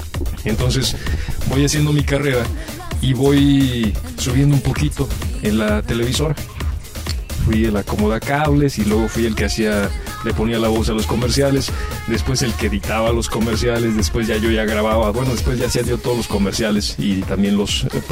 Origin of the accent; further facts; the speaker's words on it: Abasolo, Guanajuato, Mexico; Y pues entro aquí a Basolo, Guanajuato, que es mi patria chica